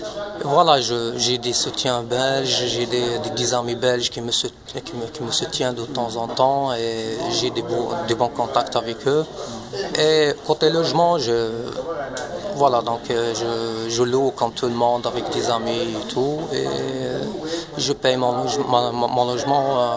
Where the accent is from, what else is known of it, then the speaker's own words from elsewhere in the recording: Morocco; now in Belgium; de l'OLB. Donc, je suis marocain, j'ai 28 ans. Donc, je suis en Belgique depuis 2005.